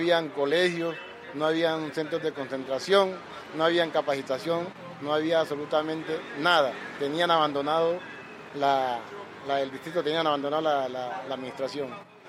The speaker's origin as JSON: {"language": "Spanish", "town": "Zabaleta", "region": "Valle del Cauca", "country": "Colombia", "tie": "born there", "lives_now": "Cali, Colombia/also=Buenaventura", "said": "Pues yo nací en Zabaleta, un corregimiento de Buenaventura."}